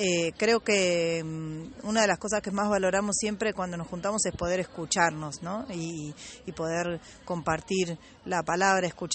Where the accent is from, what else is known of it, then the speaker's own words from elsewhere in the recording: Mar del Plata, Buenos Aires Province, Argentina; soy de Mar del Plata.